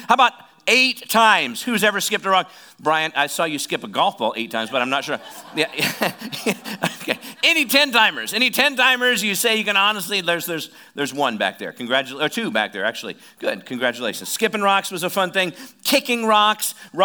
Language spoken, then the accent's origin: English; Oskaloosa, Iowa, United States; I'm from Oskaloosa.